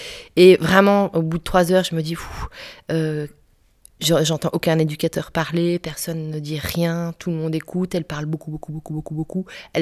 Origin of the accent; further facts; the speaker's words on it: Brest, Brittany, France; now in Belgium; Je suis bretonne, de Brest. Donc je suis une vraie bretonne du fin fond de la Bretagne, du Finistère.